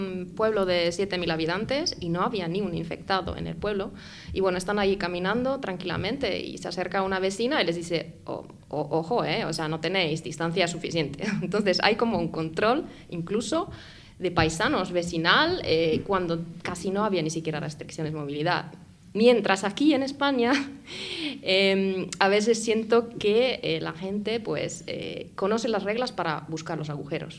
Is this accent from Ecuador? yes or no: no; North Finland, Finland; Spanish is a second language; en mi pueblo, en el norte de Finlandia, pegado a Laponia.